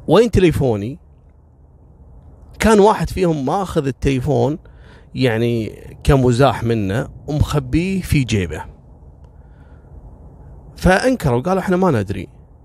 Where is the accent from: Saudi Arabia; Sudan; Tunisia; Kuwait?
Kuwait; مرة كنت في زيارة لمخفر عندنا في الكويت، مخفر شويخ الصناعية